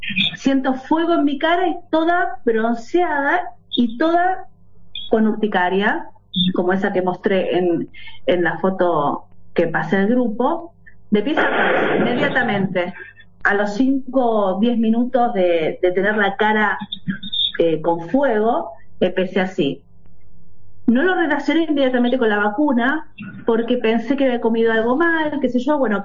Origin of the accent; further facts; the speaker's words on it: Lanús, Buenos Aires Province, Argentina; hoy me presenté en el grupo de WhatsApp, tengo 48 años, soy de Buenos Aires, de Zona Sur, de Lanús, de la República de Lanús.